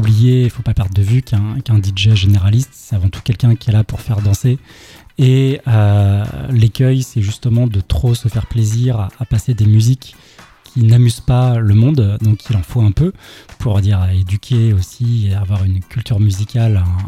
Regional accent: Rennes, Brittany, France; Bah, moi, je viens de Rennes, comme tu l'as dit

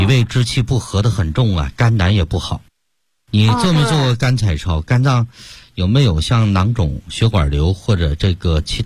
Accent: Beijing, China; 我们北京人不是说病根儿吗？

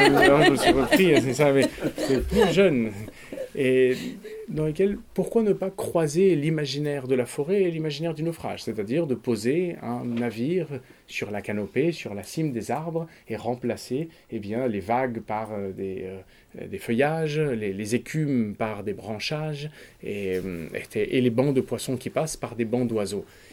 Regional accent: Paris, Île-de-France, France; born there; moi, je suis né à Paris. Et puis après, comme tous les fils de diplomate, eh bien, j'ai eu une enfance désordonnée de frontière en frontière, de capitale en capitale.

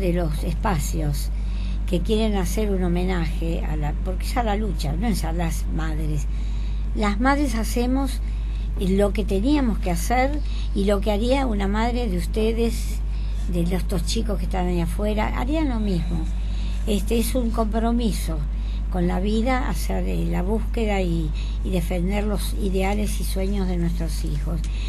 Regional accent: Catalonia, Spain; Apoyo a los catalanes, yo soy catalana, y apoyo

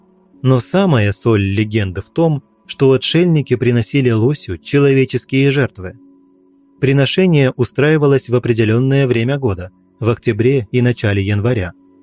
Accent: Bryansk, Bryansk Oblast, Russia; Я родился в Брянске, живу здесь всю жизнь и люблю свой город.

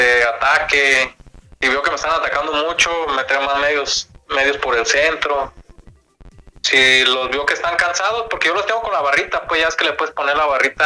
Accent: Mexico; Sí, pero yo soy mexicano

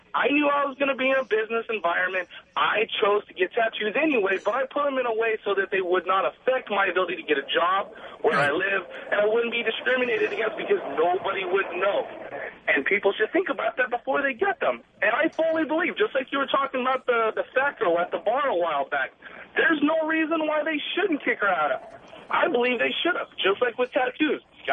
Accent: Orange County, California, United States; You know, I'm 21 years old, born and raised in Orange County.

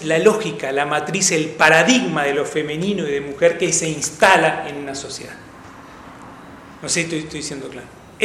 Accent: Uruguay; somos la Suiza de América, creemos que nada nos va a tocar

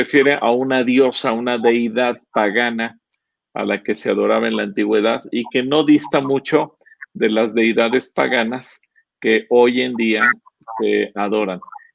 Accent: Mexico; si nos comparamos como pueblo mexicano

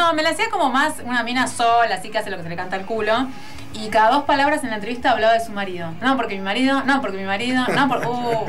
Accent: Buenos Aires, Argentina; No lo sé, porque yo soy de Floresta

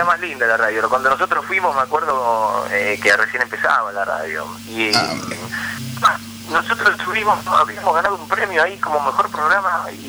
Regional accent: La Plata, Buenos Aires Province, Argentina; ¿cómo puede ser que siendo un pibe de La Plata la gente después te siga tanto?

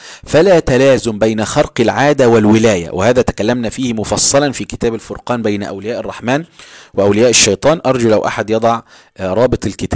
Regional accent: Egypt; والناس عندنا في مصر في بعض الأماكن في القاهرة وغيرها

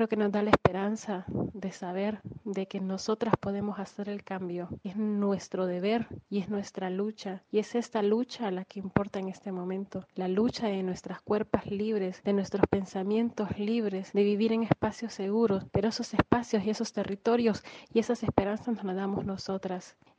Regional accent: Honduras; moved away as an adult; now in Argentina; de Honduras. Vivo en Argentina desde el 2013.

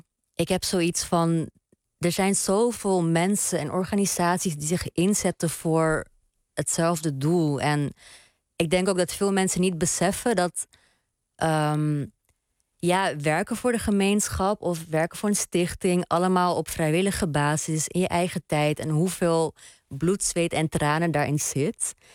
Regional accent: Netherlands; ik denk ook opgroeiende als Hindoestaanse en queer persoon in een land als Nederland, een westers land.

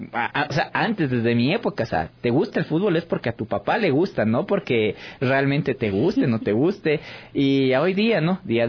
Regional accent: Ecuador; Quito parece un día cívico porque solo falta que estén más banderas por las calles para decir que somos ecuatorianos y nos sentimos orgullosos de ser ecuatorianos.

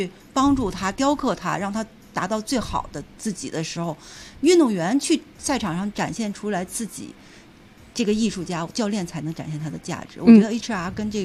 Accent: Baoding, Hebei, China; 就是我，因为我是保定的嘛。

